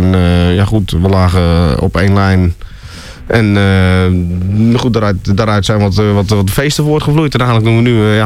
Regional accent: Zeeland, Netherlands; Zeeland, waar ik vandaan kom, die daarmee begon. En ja, zo. Zeeland, ja. Ja, ik ben een Zeeuw.

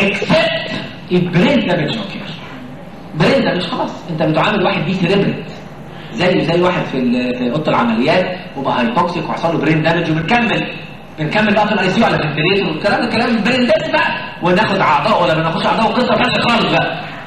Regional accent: Egypt; اهو ده نطع اللي احنا بنترجمها عندنا في مصر انه نطع. هلك المتنطعون. المصريين كلهم كده.

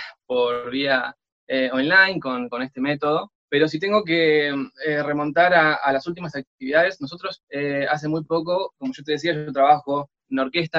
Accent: Argentina; Yo llego justo el día que cierran la frontera en mi país, en Argentina, llego un día antes.

